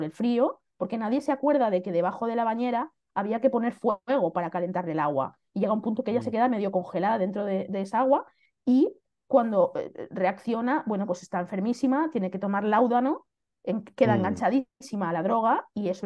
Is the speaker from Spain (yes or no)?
yes; Xàtiva, Valencian Community, Spain; first language Valencian; pues Xàtiva, mi ciudad, efectivamente yo soy de Xàtiva y me apetecía mucho ubicar la trama de mi historia en mi ciudad